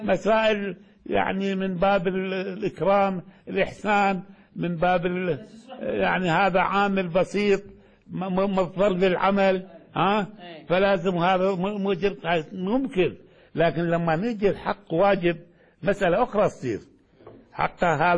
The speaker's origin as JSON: {"language": "Arabic", "town": "Baghdad", "region": "Baghdad Governorate", "country": "Iraq", "said": "يعني الحقيقة إحنا عندنا في بغداد"}